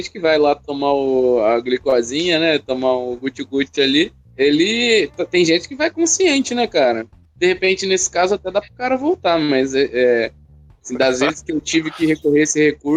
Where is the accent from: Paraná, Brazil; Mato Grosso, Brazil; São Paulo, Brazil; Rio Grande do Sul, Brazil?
São Paulo, Brazil; Garça; as praças lá na minha cidade de natal, Garça, abençoada Garça, é tudo tranquilo